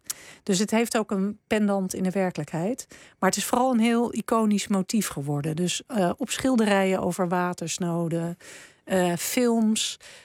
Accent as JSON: {"language": "Dutch", "country": "Netherlands", "said": "En daarom voelen wij ons als Nederlanders zo verbonden met die watersnoodrampen."}